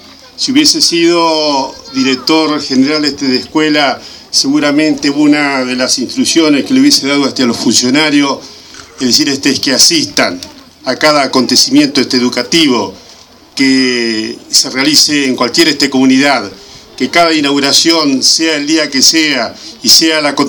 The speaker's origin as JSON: {"language": "Spanish", "town": "Saladillo", "region": "Buenos Aires Province", "country": "Argentina", "tie": "born or raised there", "said": "esta institución de mi pueblo, de nuestro querido Saladillo."}